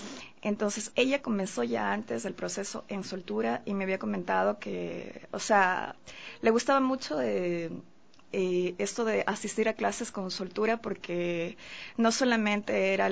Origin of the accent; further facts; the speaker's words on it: Quito, Pichincha, Ecuador; yo soy quiteña, y como se sabe, las quiteñas aquí se podría decir o he escuchado mucho que somos mojigatas, en el sentido de que somos más conservadoras, entre comillas.